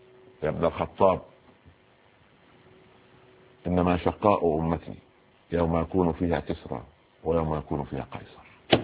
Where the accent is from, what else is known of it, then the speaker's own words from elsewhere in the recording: Upper Egypt, Egypt; عندنا في الصعيد يعني غرفه داخل غرفه